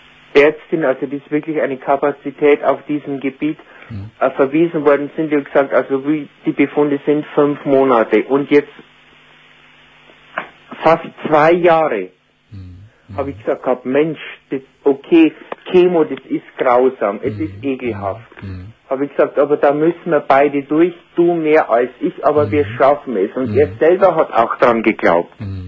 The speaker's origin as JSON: {"language": "German", "region": "Bavaria", "country": "Germany", "accent": "Bavarian", "said": "Entschuldige, ich habe einen bayerischen Dialekt, ich kann nicht."}